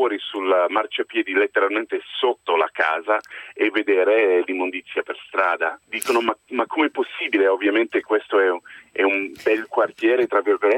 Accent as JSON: {"language": "Italian", "country": "United States", "moved": "yes", "lives_now": "Italy", "said": "Pur essendo americano, mi trovo molto bene, anzi a questo punto mi sento molto italiano dopo 15 anni qui."}